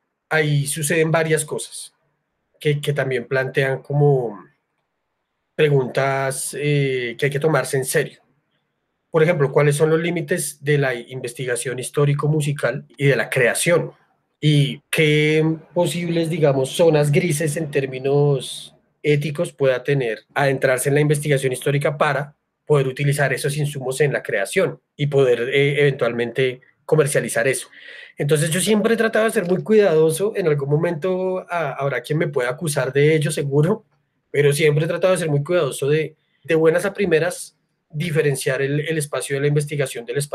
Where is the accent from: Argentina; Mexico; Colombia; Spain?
Colombia; Bogotá; sí hay que tener en cuenta que nosotros somos de Bogotá